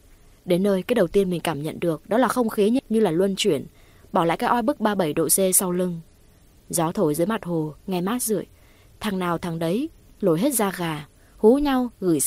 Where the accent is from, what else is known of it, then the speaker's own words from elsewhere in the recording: Kim Bảng, Hà Nam, Vietnam; Quê mình thì có thể là các bạn biết rồi đấy, sông núi khá nhiều, đặc biệt là bên Kim Bảng có chùa Ông bên cạnh chùa Bà Đang.